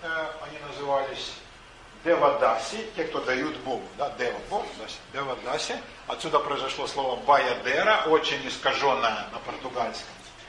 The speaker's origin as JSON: {"language": "Russian", "country": "Ukraine", "tie": "born or raised there", "said": "Даже на Украине, откуда я родом, там все-таки деревенский уклад гораздо сильнее"}